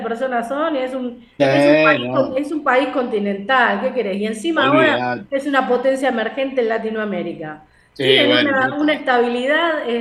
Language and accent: Spanish; Uruguay; now in Argentina; yo soy uruguaya, pero amo Argentina porque es el país en el que vivo. Y también amo Brasil porque es el país al que voy seguido y es donde proceden mis ancestros. Gran parte de mis ancestros proceden de Brasil y de Portugal, o sea